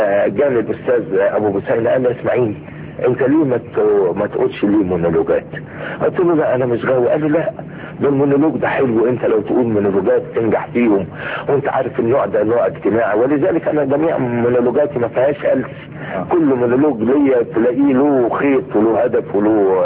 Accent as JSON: {"language": "Arabic", "town": "Suez", "region": "Suez Governorate", "country": "Egypt", "said": "انا من السويس، من مدينه السويس."}